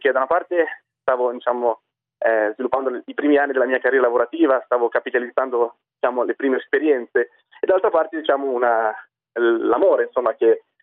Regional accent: Lombardy, Italy; sono italiano, sono cresciuto in Italia, nella zona di Milano, mi sono laureato in economia a Milano.

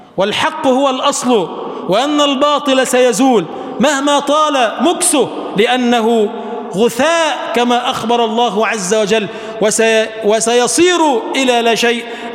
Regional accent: Egypt; اجعل بلدنا مصر بلدا آمنا مطمئنا

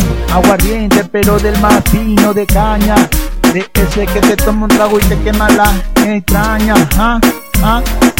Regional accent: Guayaquil, Guayas, Ecuador; arrecho, guayaco, y saco pecho. Te lo digo con derecho, porque si yo me crié en Guayaquil, nací en Guayaquil, allá voy a morir.

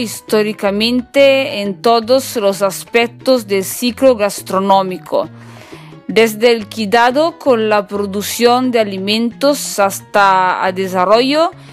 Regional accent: northern Italy, Italy; Spanish is a second language; recuerde que ellos soy italiana del norte de Italia, soy una cocinera

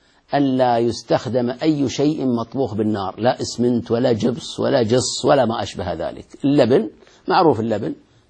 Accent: Al-Ahsa, Eastern Province, Saudi Arabia; والحمد لله بلادنا الأحساء خالية منها

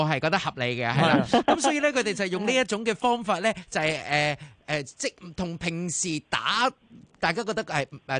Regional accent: Hong Kong; 我哋其实香港人

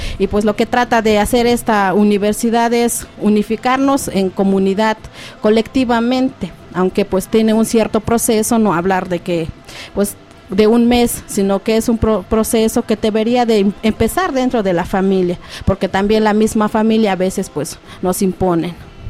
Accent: Santa María Tlahuitoltepec, Oaxaca, Mexico; Nosotros venimos del estado de Oaxaca, en un municipio localizado llamado Santa María Tlahuitoltepec.

